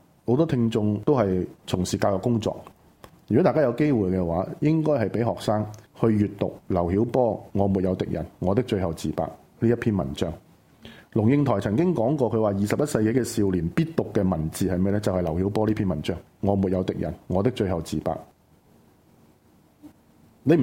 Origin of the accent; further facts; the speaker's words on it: Hong Kong; 是我们香港人由小到大都拥抱的一个做人的基本价值观